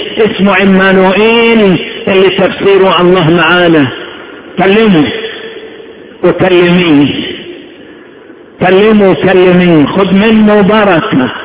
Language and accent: Arabic; Upper Egypt, Egypt; زمان كان الراجل لما يعمل نسيج خصوصا عندنا في الصعيد